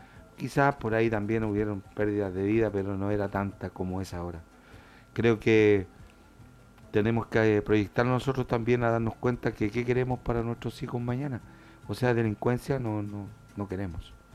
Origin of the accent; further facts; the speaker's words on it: Chile; Vamos a celebrar nuestros años de nuestra patria chilena, ojalá muy libre siempre y también independiente.